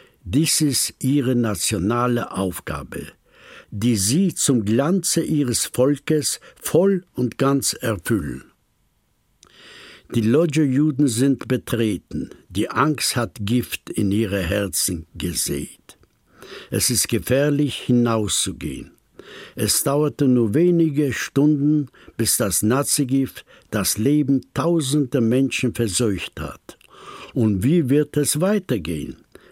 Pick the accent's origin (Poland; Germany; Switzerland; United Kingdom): Poland; German is a second language; moved away; ich stamme aus Polen. Ich bin zwischen 87 Jahre alt geworden